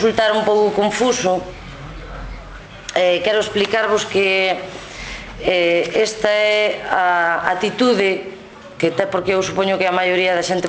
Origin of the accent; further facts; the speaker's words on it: Andrade, Galicia, Spain; son de Andrade, son de fora, son do Ribeiro.